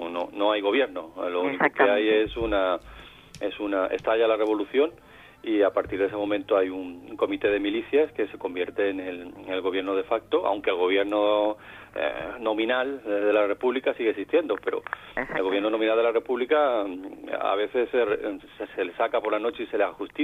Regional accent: Málaga, Andalusia, Spain; la guerra civil en mi ciudad de origen, en Málaga.

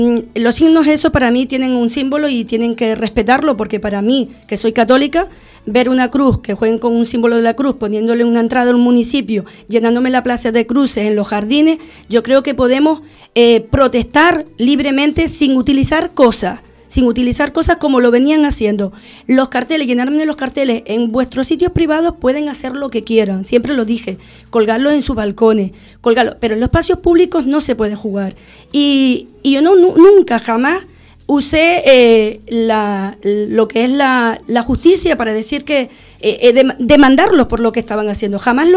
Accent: Los Silos, Canary Islands, Spain; Porque yo soy una defensora nata de mi pueblo y siempre voy a buscar lo mejor para el pueblo mío.

